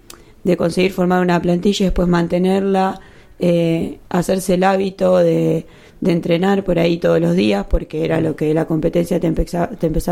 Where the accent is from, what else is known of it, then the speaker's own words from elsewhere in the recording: Agustoni, La Pampa, Argentina; Bueno, yo soy de Agustoni, que es un pueblito chico que está cerca de General Pico.